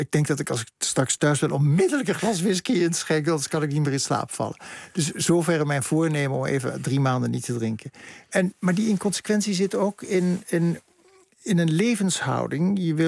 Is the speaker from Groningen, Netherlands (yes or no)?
no; Bergen aan Zee, North Holland, Netherlands; En als kind in Berg aan Zee sprak je een soort kalte kiep van Duits.